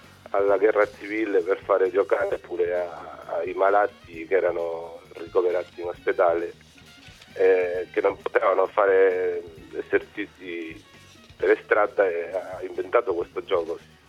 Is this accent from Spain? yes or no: yes; Galicia, Spain; born there; Italian is a second language; Io sono galiziano, sono nato in Galizia, sono spagnolo, sì, sì.